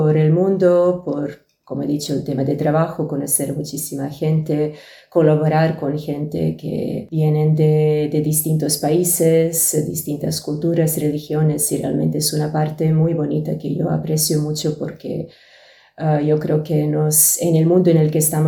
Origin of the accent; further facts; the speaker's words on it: Serbia; moved away; salir de Serbia y todo lo que ha venido después. De alguna forma, todo lo que recuerdo relacionado con mi país de origen fue conectado con la guerra civil